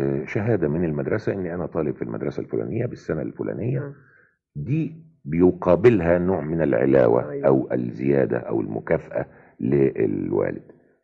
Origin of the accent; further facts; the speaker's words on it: Port Said, Port Said Governorate, Egypt; يعني انا كل حياتي طفولتي كلها في بورسعيد.